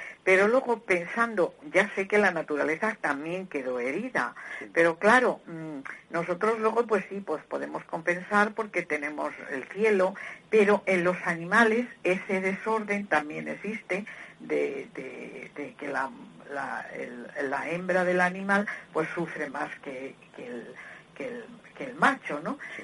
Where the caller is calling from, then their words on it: Madrid, Community of Madrid, Spain; Buenos días … de Madrid.